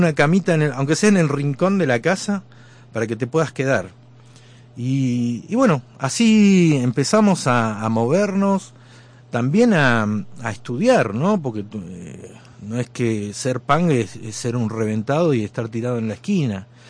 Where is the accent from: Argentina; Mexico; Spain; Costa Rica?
Argentina; Bariloche, Río Negro; éramos hijos de obreros en los barrios altos barilochenses. Precisamente yo soy del San Seferino, el glorioso San Seferino.